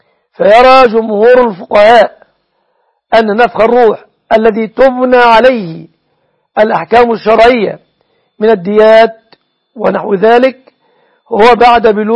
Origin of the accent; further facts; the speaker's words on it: Egypt; تقدير دية النصراني في بلادنا مصر بكم تعدد من الجنيهات